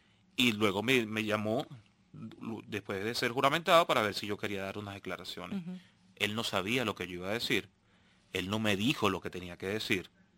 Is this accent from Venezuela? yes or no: yes; Venezuela; Yo simplemente soy un venezolano más